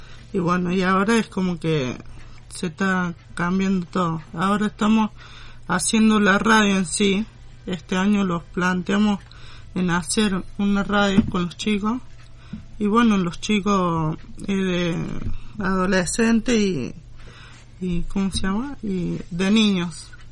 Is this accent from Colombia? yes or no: no; Malvinas Argentinas, Argentina; vengo de Malvinas.